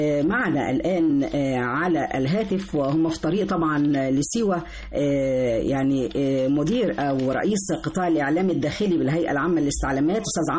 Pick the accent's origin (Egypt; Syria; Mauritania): Egypt; انا كمواطنه مصريه نفسي ان انا اروح سيوه